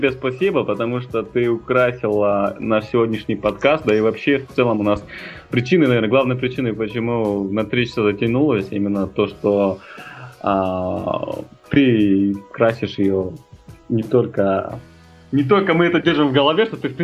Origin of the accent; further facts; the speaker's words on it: Almaty, Kazakhstan; мама у меня с Уральска. То есть корни у меня именно такие самые настоящие западные. Хотя сам я родился в Алматы и вырос